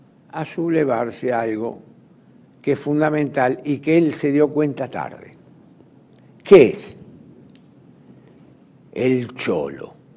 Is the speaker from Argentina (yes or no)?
yes; Argentina; Por algo nosotros somos argentinos, ¿no?